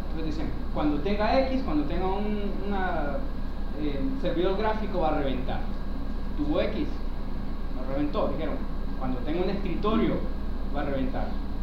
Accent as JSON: {"language": "Spanish", "country": "Honduras", "said": "Soy de Honduras … representando el grupo de Tegucigalpa"}